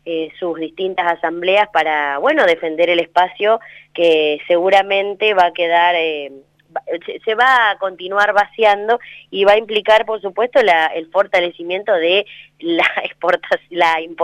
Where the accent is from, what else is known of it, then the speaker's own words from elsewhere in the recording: General Villegas, Buenos Aires Province, Argentina; la provincia de Buenos Aires, de la que soy parte también, porque soy de General Villegas